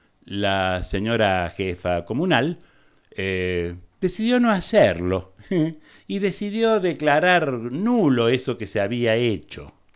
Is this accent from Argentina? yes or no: yes; Argentina; Yo soy argentino.